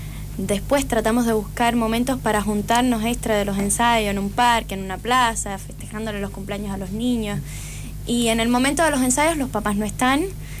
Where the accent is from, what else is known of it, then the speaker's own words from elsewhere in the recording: Cuba; now in Argentina; Ahora mismo somos todos cubanos.